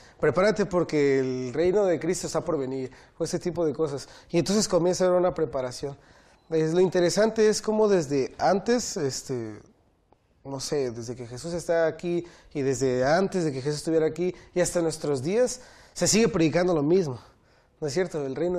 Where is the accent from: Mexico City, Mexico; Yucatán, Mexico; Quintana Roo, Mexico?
Yucatán, Mexico; Mérida; soy estudiante de la Facultad de Teología, soy de Mérida, Yucatán.